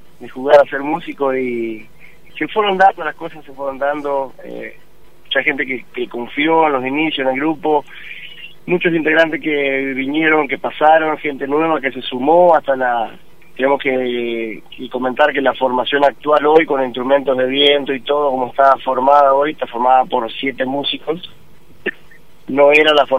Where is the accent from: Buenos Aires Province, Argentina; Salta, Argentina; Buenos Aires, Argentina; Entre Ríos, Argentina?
Entre Ríos, Argentina; Aldea San Antonio; now in Gualeguaychú, Argentina; nosotros somos de Aldea San Antonio, departamento Gualeguaychú, Entre Ríos.